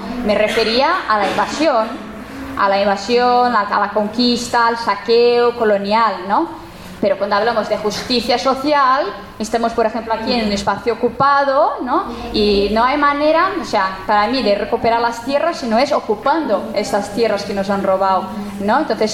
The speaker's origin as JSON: {"language": "Spanish", "region": "São Paulo", "country": "Brazil", "said": "la gente no piensa que yo vengo de Brasil y que por lo tanto estábamos todos ahí en Brasil, en São Paulo, sembrando maíz"}